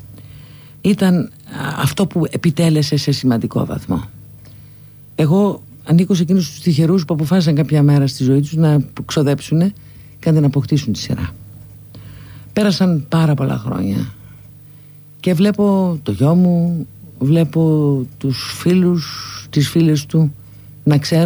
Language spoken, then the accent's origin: Greek; Larissa, Thessaly, Greece; Είμαι από τη Λάρισα και στη Λάρισα δεν πήγα ποτέ.